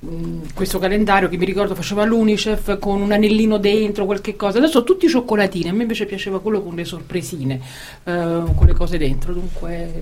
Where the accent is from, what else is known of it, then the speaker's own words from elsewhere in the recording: Rome, Lazio, Italy; born there; io che sono nata a Roma